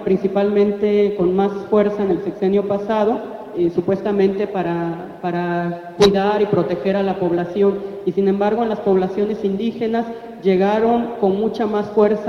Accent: Oaxaca, Mexico; first language Zapotec; Spanish is a second language; mi saludo fue en mi idioma materno, que es el diyazá o zapoteco de la región del Istmo de Oaxaca.

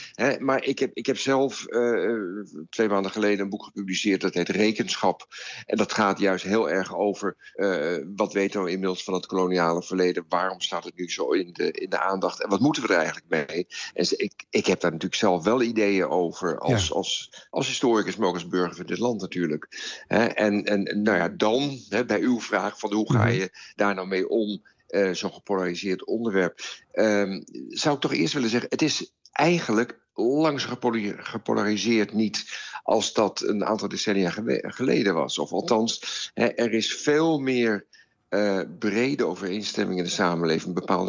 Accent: Netherlands; Dat ik mag trots zijn op Rembrandt als Nederlander.

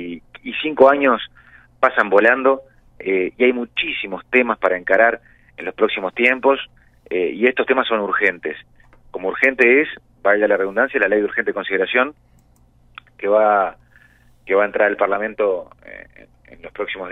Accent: Maldonado, Uruguay; Nosotros somos de Maldonado, conocemos Maldonado, queremos Maldonado

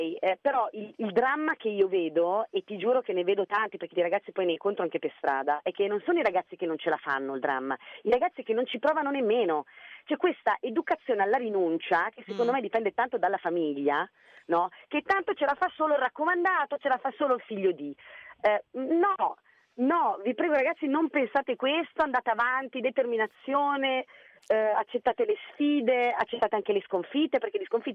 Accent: Brescia, Lombardy, Italy; sono una bresciana d'occhio, i bresciani sono molto concreti

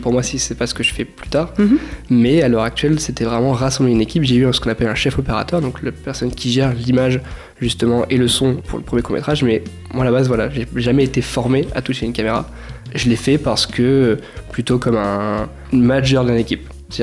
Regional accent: Amboise, Centre-Val de Loire, France; Je viens d'Amboise, justement, là où on enregistre actuellement l'émission.

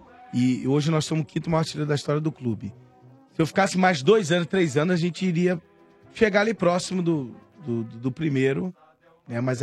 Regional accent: São Paulo, Brazil; Não, eu sou da Vila Carrão, sou do gueto.

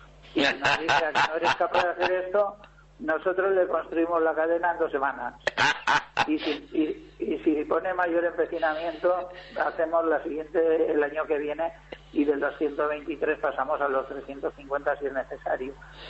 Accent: Basque Country, Spain; como patriotas vascos, nosotros fuimos, bueno, un par de autobuses desde aquí, desde Vizcaya.

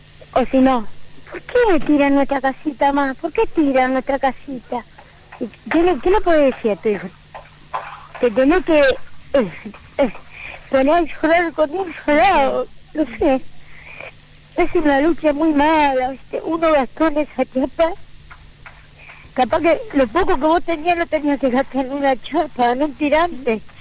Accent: Argentina; Como argentina, yo no puedo ir a otro país porque mi país es este. Y acá voy a morir.

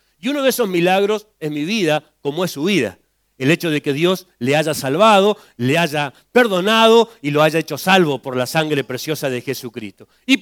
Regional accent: Santa Cruz, Argentina; mi pueblo, un pueblo conocido por muchos, el pueblo de los suicidas del fin del mundo, yo vengo de la Acera Santa Cruz. La Acera Santa Cruz es un pueblito muy chiquitito, tenía en ese tiempo unos 14.000 habitantes

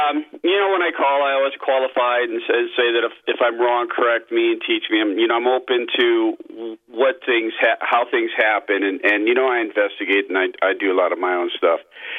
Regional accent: Chicago, Illinois, United States; and I grew up in Chicago. I was born in Chicago and then moved to California. So I've got the best of both worlds

